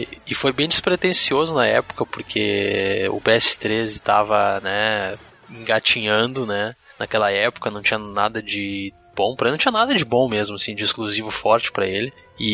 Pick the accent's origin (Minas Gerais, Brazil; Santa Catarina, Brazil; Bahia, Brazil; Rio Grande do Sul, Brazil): Rio Grande do Sul, Brazil; parceiro é um pouco estranho porque a gente é gaúcho